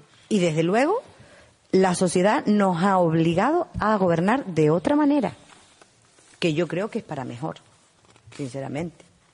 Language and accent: Spanish; Uga, Canary Islands, Spain; Yo soy del pueblo de Uga. Y mi madre es del pueblo de Uga.